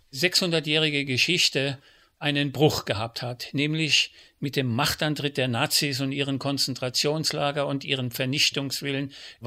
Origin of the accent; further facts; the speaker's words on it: Germany; Ich bin Deutscher und ich spreche die deutsche Sprache